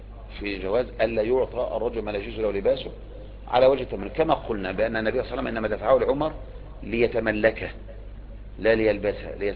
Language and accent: Arabic; Egypt; الدعوة عندنا في مصر